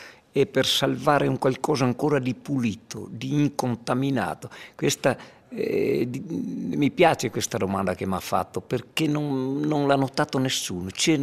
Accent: Erto, Friuli-Venezia Giulia, Italy; Io sono rimasto nel mio paese, a parte che poi questo racconto, tra le righe, non è altro che la storia della mia gente, del mio popolo ertano

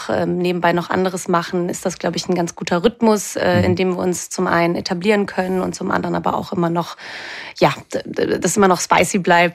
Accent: Cologne, North Rhine-Westphalia, Germany; now in Vienna, Austria; Genau, also ich komme eigentlich aus Köln und lebe seit anderthalb Jahren in Wien.

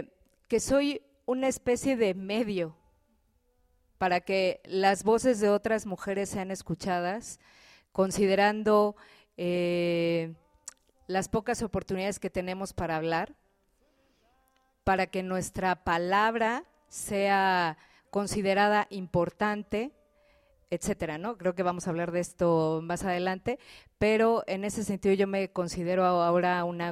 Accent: Mexico City, Mexico; now in Chiapas, Mexico; tengo 17 años viviendo aquí, soy originaria del Distrito Federal

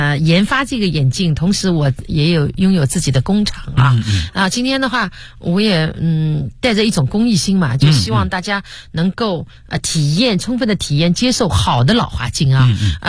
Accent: Shaoxing, Zhejiang, China; 我的老家在绍兴啊。

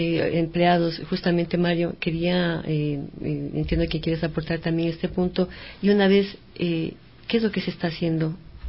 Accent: Ecuador; que apelan al tema de que somos, los ecuatorianos somos vagos

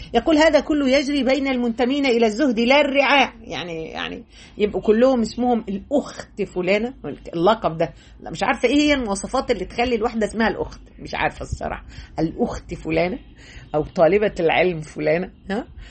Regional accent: Egypt; زي ما احنا بنقول كمصريين

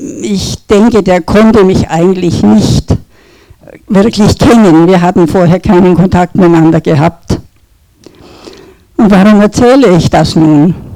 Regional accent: Bavaria, Germany; Kirche war mir von Kindheit an vertraut. Ich bin im evangelischen Dorf in Franken aufgewachsen. Wir gingen jeden Sonntag zur Kirche.

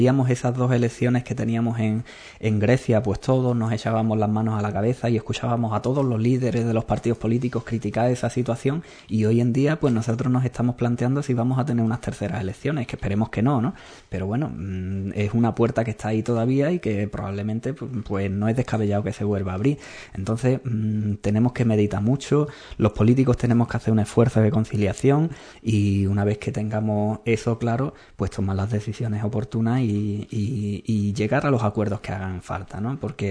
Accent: Spain; los que lo estamos sufriendo somos los españoles en su totalidad.

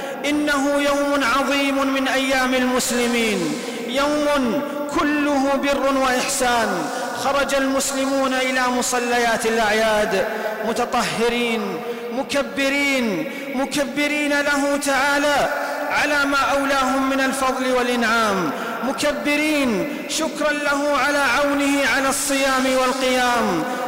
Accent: Saudi Arabia; وفي بلدنا المملكة العربية السعودية عجز العدو أن يخترق بلادنا عسكريا

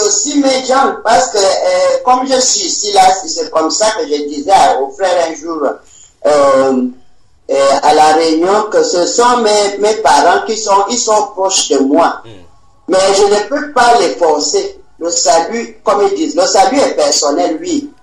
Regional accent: Gabon; je suis venu du Gabon

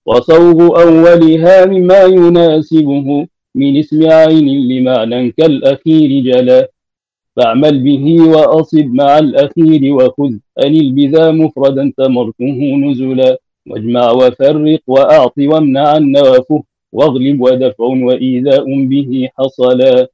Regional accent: Egypt; عندنا في مصر لا يعتنون بهذه المنظومات

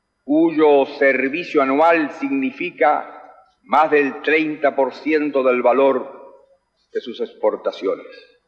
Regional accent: Chile; Vengo de Chile, un país pequeño, pero donde hoy cualquier ciudadano es libre de expresarse como mejor prefiera, de irrestricta tolerancia cultural, religiosa

